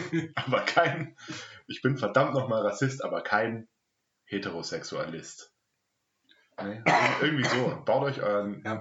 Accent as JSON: {"language": "German", "town": "Heidenheim", "region": "Baden-Württemberg", "country": "Germany", "tie": "born there", "said": "Ja, ich bin auch in Heidenheim geboren."}